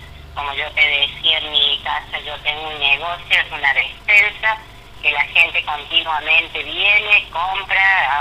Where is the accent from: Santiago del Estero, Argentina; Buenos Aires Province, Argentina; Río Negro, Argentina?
Santiago del Estero, Argentina; somos una familia grande, vinimos de Santiago del Estero, somos gente que es grande